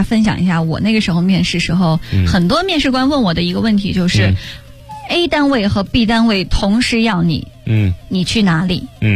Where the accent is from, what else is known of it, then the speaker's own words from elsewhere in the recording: Inner Mongolia, China; 因为我们家在内蒙古，他问我你是哪里人，我说我是内蒙古人。